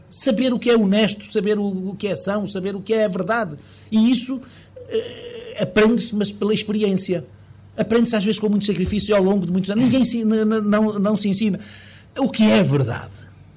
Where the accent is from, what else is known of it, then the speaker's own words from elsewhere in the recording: Vila Chá do Marão, Porto, Portugal; Nós devíamos muito aprender na minha terra, que é aqui uma freguesia de Amarante, Vila Chá do Marão